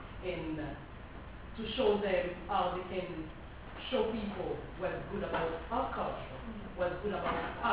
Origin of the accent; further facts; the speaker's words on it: Haiti; English is a second language; even I'm from Haiti, you from Dominican Republic, we can still on that the same neighborhood